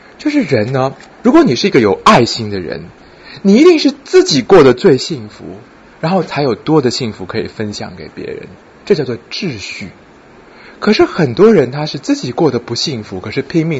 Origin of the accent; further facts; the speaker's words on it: China; 像我们中国人要恢复赤子之心